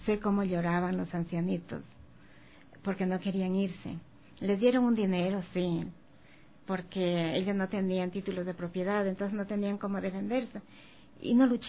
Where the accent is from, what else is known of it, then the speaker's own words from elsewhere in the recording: Loja, Ecuador; yo quería hacer algo que esté a la altura de esos escritores, algo digno de Loja, de mi tierra.